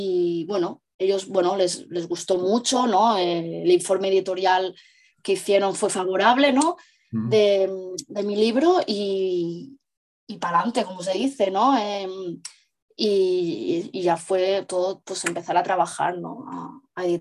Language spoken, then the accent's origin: Spanish; Barcelona, Catalonia, Spain; yo soy de Barcelona, incluso fui en persona, ¿no?